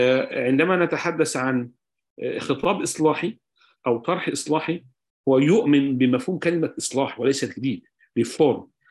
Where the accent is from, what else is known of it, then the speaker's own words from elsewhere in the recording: Egypt; إحنا عندنا في مصر التشريعات تتجاوز 50,000 مادة تشريعية